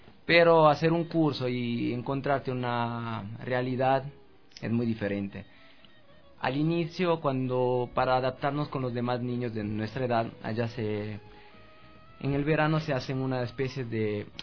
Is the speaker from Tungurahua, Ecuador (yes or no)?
no; Quito, Pichincha, Ecuador; now in Europe; Como yo salía de Quito, nací, crecí aquí en Quito, irme a un pueblo tan pequeño para mí no era...